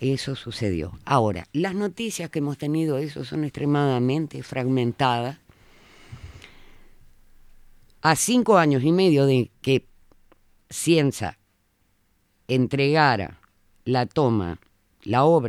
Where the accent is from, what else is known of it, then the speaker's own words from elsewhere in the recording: Durazno, Uruguay; Yo soy de Durazno